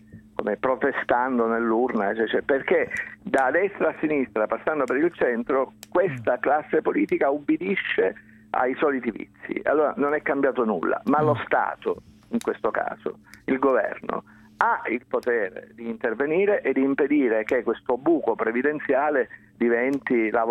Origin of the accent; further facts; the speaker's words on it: Sicily, Italy; mi dispiace dirlo perché sono siciliano puro sangue